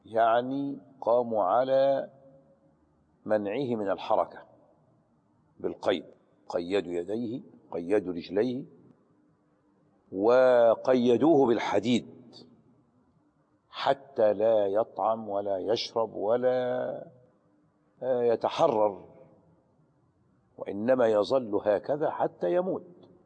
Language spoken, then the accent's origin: Arabic; Aghour, Qalyubia, Egypt; ونحن في الجامع الكبير هناك في أجهور بلدتنا.